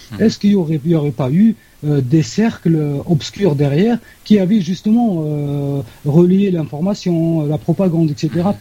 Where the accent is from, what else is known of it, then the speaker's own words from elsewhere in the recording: Algeria; Ça, c'est une question que, en tant qu'Algérien, je me pose toujours